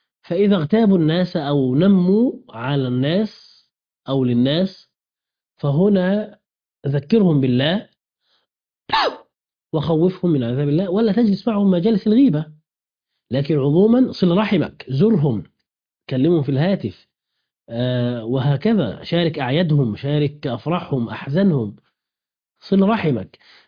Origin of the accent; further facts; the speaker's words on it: Egypt; بلدنا مصر